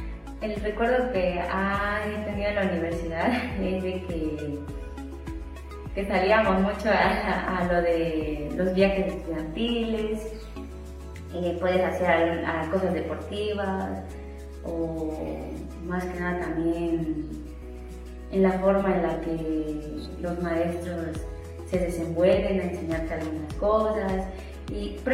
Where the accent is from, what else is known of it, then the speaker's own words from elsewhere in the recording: Yajalón, Chiapas, Mexico; first language Chol; Spanish is a second language; soy egresada de la Licenciatura en Desarrollo Sustentable, soy originaria de Yajalón, hablo la lengua materna que es el chol.